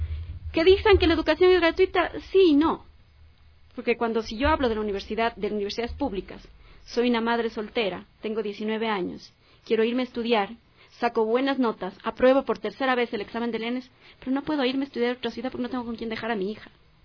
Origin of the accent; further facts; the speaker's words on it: Ecuador; los pagamos todos los ecuatorianos, pues.